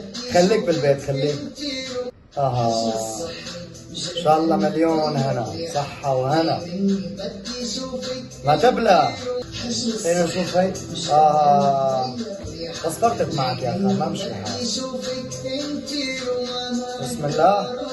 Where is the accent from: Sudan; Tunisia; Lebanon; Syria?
Syria; حابب كمان أشكر أولاد بلدي سوريا الغالي، تحية لسوريا وتحية للبنان اللي بلشت فيها مسيرتي.